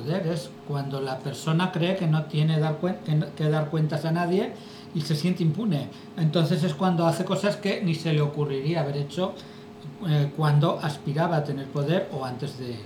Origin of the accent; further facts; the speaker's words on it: Zaragoza, Aragon, Spain; born there; Yo nací en Zaragoza.